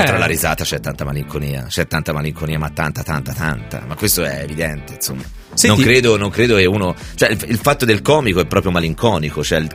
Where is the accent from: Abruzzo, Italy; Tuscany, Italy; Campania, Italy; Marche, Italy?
Tuscany, Italy; Livorno; Sono di Livorno